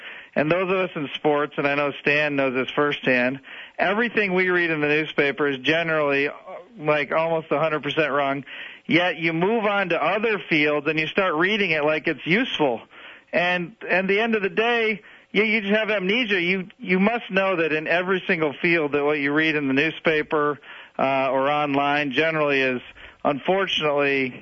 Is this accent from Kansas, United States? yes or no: no; Cleveland, Ohio, United States; I'll put it this way: I grew up in Cleveland